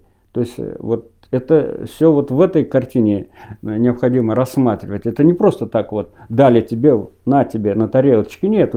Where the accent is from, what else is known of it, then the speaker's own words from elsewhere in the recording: Vyazemka, Penza Oblast, Russia; В моем родном селе в 1937 году осенью село Вяземка Пензенской области Зимеченского района